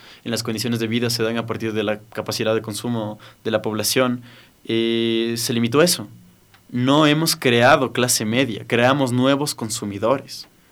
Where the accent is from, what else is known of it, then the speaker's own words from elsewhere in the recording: Ecuador; así somos los ecuatorianos